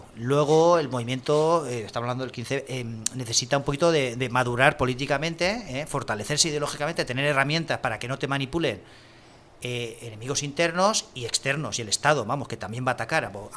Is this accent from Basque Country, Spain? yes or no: no; Burjassot, Valencian Community, Spain; yo soy de Burjasot, me vi Burjasot llena de pintadas